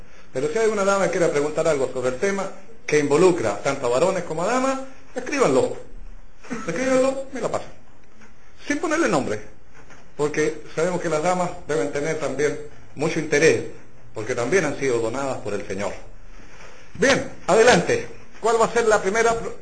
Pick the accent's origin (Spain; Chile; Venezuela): Chile; como buenos chilenos, siempre dejamos todo para el final